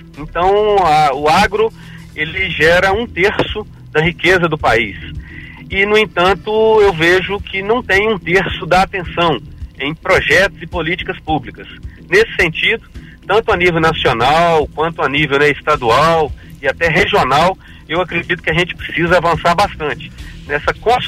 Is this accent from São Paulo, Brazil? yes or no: no; Minas Gerais, Brazil; now in Alfenas, Brazil; Moro em Alfenas, sou natural da Zona da Mata, da região ali próxima a Muriaé. E estou em Alfenas desde 2004